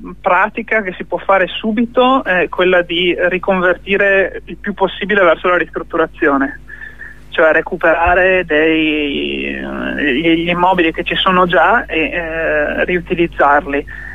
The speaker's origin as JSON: {"language": "Italian", "region": "Veneto", "country": "Italy", "said": "dalle mie parti in Veneto, per dire, il 20% del suolo è cementificato"}